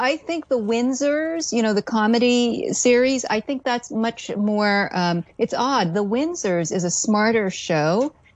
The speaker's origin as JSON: {"language": "English", "country": "United States", "said": "Well, I don't take an interest in this as an American, as you know. I'm more of a Commonwealth person on this front."}